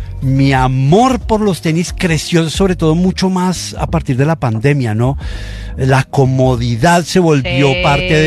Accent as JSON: {"language": "Spanish", "town": "Cali", "region": "Valle del Cauca", "country": "Colombia", "said": "yo soy de nuevo, yo soy caleño, pero no ejerzo"}